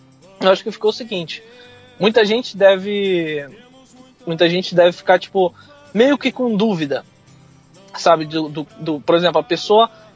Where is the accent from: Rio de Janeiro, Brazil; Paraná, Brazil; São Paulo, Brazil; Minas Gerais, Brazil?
Rio de Janeiro, Brazil; now in United States; eu fui criado no Rio de Janeiro, em favela, entendeu?